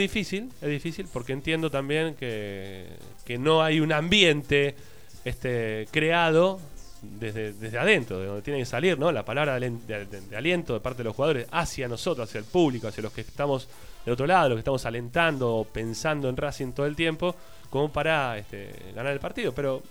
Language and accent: Spanish; Buenos Aires, Argentina; now in Ezeiza, Argentina; Porque yo no soy de Avellaneda, yo soy de Flores, ahora vivo en Ezeiza.